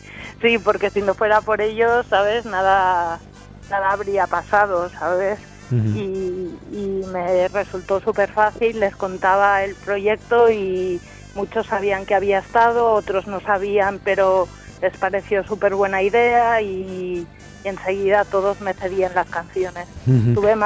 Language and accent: Spanish; Belmonte de San José, Aragon, Spain; que es mi pueblo, ¿eh?